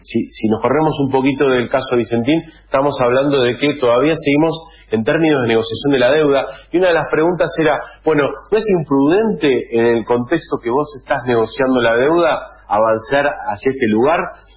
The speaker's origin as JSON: {"language": "Spanish", "region": "Buenos Aires", "country": "Argentina", "said": "Te lo digo como dirigente porteño"}